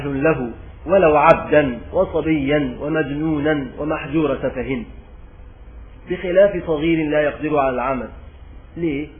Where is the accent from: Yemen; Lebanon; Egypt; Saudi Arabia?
Egypt; عندنا في مصر بيسمع